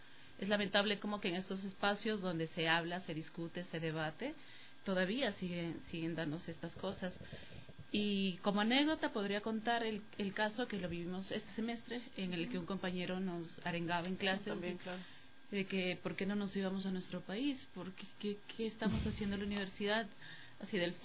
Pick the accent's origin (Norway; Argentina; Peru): Peru; now in Ecuador; Perú, sí, yo vengo de Perú.